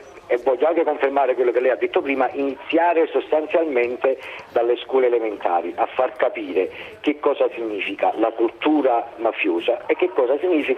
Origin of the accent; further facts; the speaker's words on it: Cercola, Campania, Italy; nel mio paese a Cercola, in provincia di Napoli.